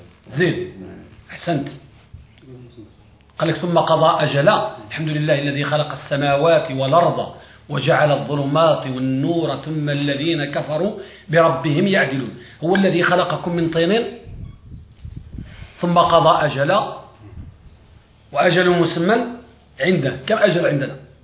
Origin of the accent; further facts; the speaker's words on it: Morocco; وبعضهم عندنا في المغرب